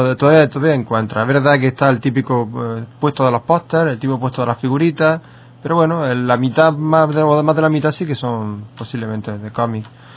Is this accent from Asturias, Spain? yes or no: no; Andalusia, Spain; Pues seguro que alguno lo habría, porque si no, no somos andaluces.